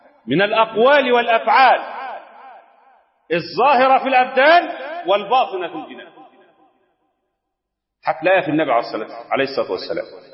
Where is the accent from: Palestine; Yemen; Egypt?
Egypt; فلا يشرفنا كمصريين ولا كمسلمين